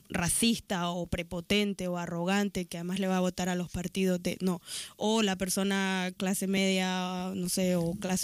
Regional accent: Nicaragua; accent: Nicaraguan; con mi acento nicaragüense, con a veces mezclado ya más español

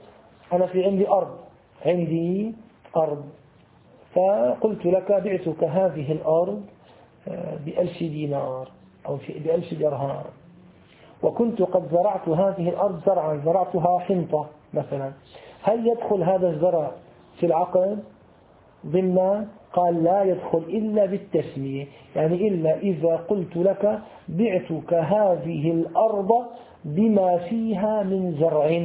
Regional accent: Syria; ومثل نسموه عندنا في سوريا البلوك

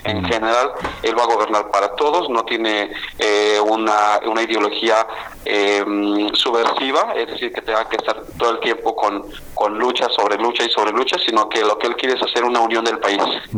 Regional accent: Mexico; qué es lo que queremos como ciudadanos mexicanos

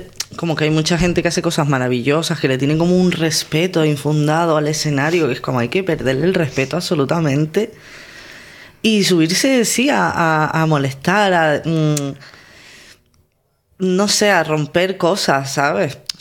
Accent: Canary Islands, Spain; accent: Canarian; Yo me he dado cuenta que muchas veces cuando recito modificaba mi manera de hablar y es como, no, en canario.

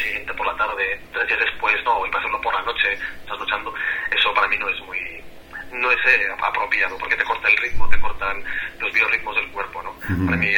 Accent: La Roca, Aragon, Spain; me voy a mi pueblo, a La Roca, que está en la provincia de Zaragoza, es un pueblo muy bonito.

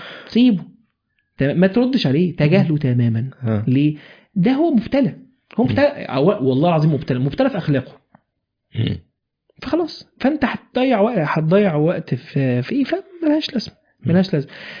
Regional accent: Egypt; بس عندنا في مصر كده

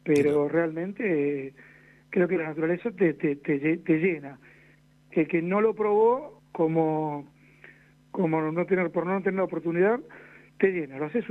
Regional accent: Buenos Aires, Argentina; somos 3 de Buenos Aires, 2 de Buenos Aires, Hernán y yo

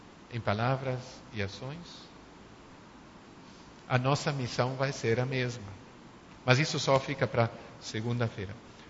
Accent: Uruguay; Portuguese is a second language; now in Brazil; Eu não falei de mim, mas eu nasci e me criei no Uruguai, não sou brasileiro de nascença, nunca passei por uma escola brasileira.

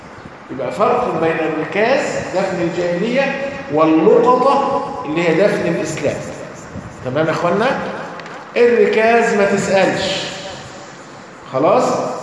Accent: Egypt; يعني عندنا في مصر يكون اثار ليه؟ فرعونية

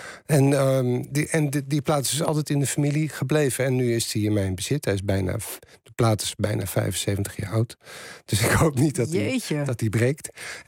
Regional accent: Utrecht, Netherlands; Ik kom uit Utrecht en de Utrechtse punkscene was best een levendige scene.

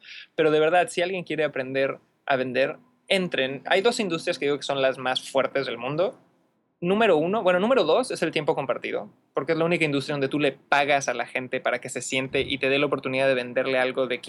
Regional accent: Cancún, Quintana Roo, Mexico; now in Santiago, Chile; yo nací en Cancún, Quintana Roo, México. Soy totalmente cancunense, que fue un lugar bonito y bastante extraño y diferente para crecer, porque es un poco como el Las Vegas mexicano, tierra de oportunidades y muchísimo trabajo. Pero ya actualmente vivo en Santiago de Chile

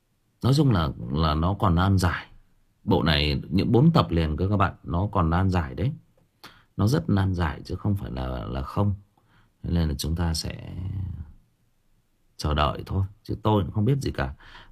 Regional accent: Thai Nguyen, Vietnam; tôi sinh ra và lớn lên ở Thái Nguyên. Tôi sinh ra và lớn lên Thái Nguyên thì cũng chia sẻ với anh em rằng là chỗ tôi nó có rất nhiều mỏ.

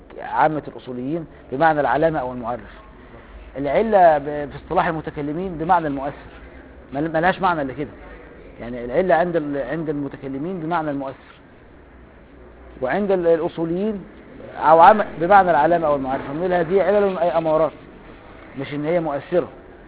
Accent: Upper Egypt, Egypt; انا صعيدي برضه.

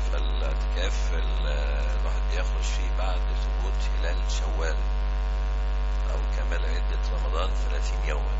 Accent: Dakahlia, Egypt; born there; من مواليد الدخلية،

